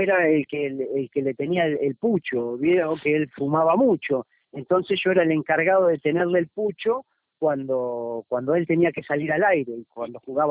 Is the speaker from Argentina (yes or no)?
yes; Argentina; now in Ecuador; yo soy un emprendedor, soy argentino, soy un ganador nato, entonces me voy a ir a ganar y a recorrer el mundo. Siempre mi idea fue llegar a Estados Unidos